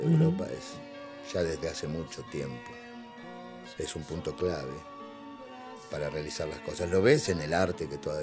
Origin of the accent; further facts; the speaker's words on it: Argentina; O sea, seguimos siendo argentinos.